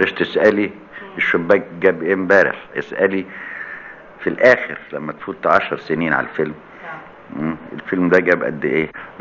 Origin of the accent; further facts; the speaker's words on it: Alexandria, Alexandria Governorate, Egypt; وانا واد اسكندراني بحكي على نفسي.